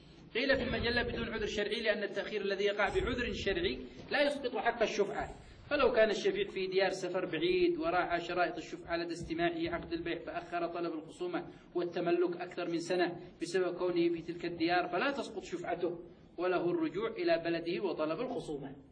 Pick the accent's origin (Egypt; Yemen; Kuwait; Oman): Yemen; القضاء عندنا في اليمن المعتاد في القضاء في المحاكم